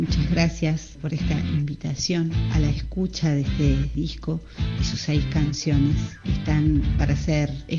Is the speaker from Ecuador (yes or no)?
no; Cosquín, Córdoba, Argentina; de Cosquín. Para presentarles este disco.